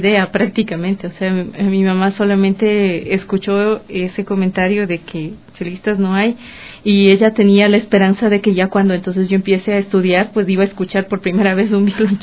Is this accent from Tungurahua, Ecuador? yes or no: yes; Ambato, Tungurahua, Ecuador; Empecé a estudiar música desde los 11 años en mi ciudad natal, en Ambato